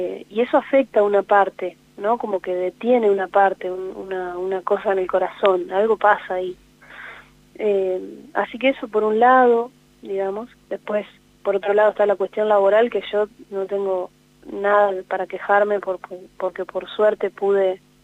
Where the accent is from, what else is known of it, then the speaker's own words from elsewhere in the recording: Gualeguaychú, Entre Ríos, Argentina; born there; Es el lugar donde nací, que es en Gualeguaychú. Es una ciudad que a mí me alimenta muchísimo la inspiración, porque bueno, porque ahí está mi familia y porque ahí también están las amistades más fuertes que tengo